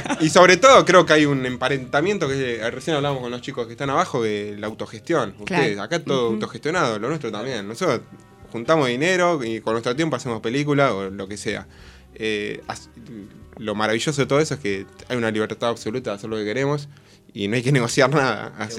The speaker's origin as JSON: {"language": "Spanish", "town": "La Plata", "region": "Buenos Aires Province", "country": "Argentina", "said": "yo sí soy platense y bueno, filmamos."}